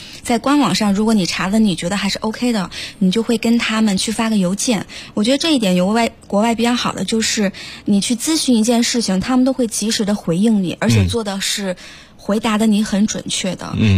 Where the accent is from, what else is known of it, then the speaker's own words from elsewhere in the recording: China; 我是中国人